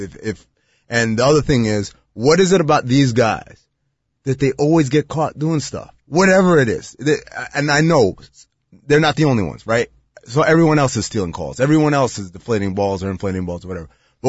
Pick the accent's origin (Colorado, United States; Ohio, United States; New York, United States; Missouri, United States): New York, United States; Well, you know, I'm from New York originally. I'm a New York Giants fan.